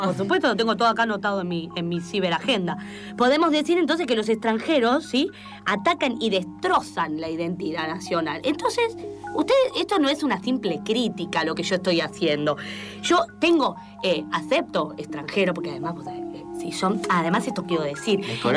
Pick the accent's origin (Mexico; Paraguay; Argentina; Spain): Argentina; Resulta que cada vez somos menos argentinos, ¿sí?